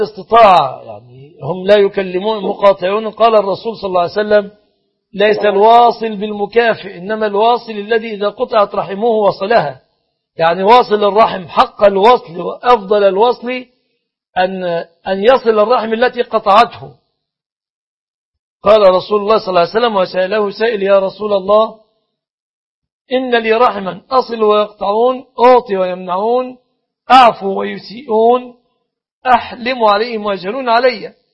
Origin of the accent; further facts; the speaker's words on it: Egypt; أن يحفظ بلادنا مصر